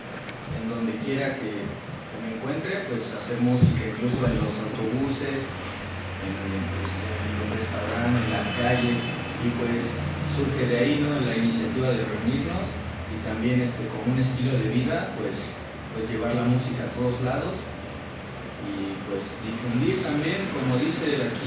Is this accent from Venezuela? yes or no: no; Cuernavaca, Morelos, Mexico; Yo soy oriundo de aquí, de Cuernavaca, soy guayabo.